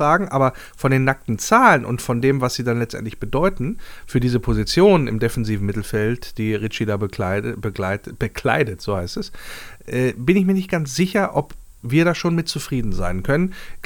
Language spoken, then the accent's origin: German; Wolfsburg, Lower Saxony, Germany; born there; moved away; Beide gebürtige Wolfsburger, die es dann rausgezogen hat in die Fremde.